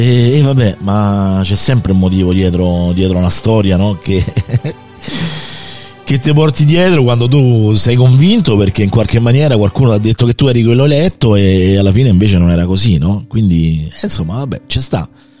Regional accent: Rome, Lazio, Italy; sono nato e cresciuto a Roma

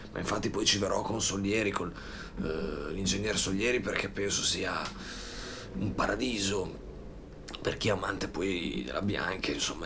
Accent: Bologna, Emilia-Romagna, Italy; io amo Bologna, la mia città, noi siamo bolognesi

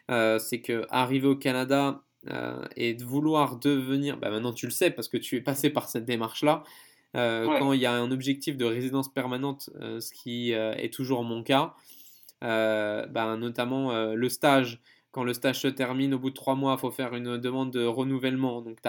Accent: France

